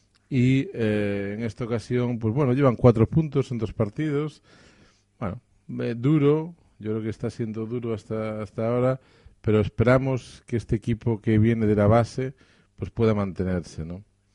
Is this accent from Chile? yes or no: no; Galicia, Spain; Nosotros somos gallegos y tenemos que empezar haciendo un poquito de patria. Entonces, aquí en Galicia